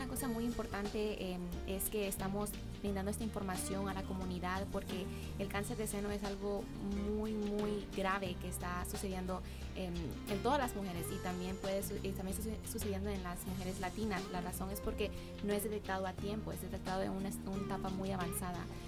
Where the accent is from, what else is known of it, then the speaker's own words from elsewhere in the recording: United States; born there; Yo soy nacida en Estados Unidos, de padres hondureños y argentinos, y vivo en Tennessee aproximadamente 10 años. Y bueno, la razón que decidimos mudarnos a Tennessee fue por familia.